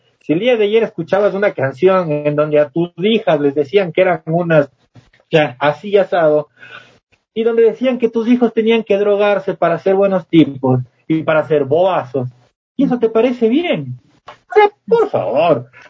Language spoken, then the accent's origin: Spanish; Costa, Peru; yo soy costeño y en la costa la mayoría de las personas son de música tropical, éramos muy pocos rockeros, al menos en el pueblo donde yo vivía.